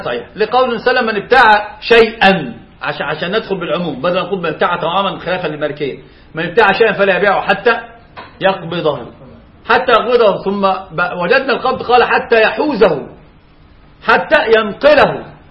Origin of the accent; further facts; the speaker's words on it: Egypt; يعني عندنا في مصر استأجر رجل الشقة الى يوم الدين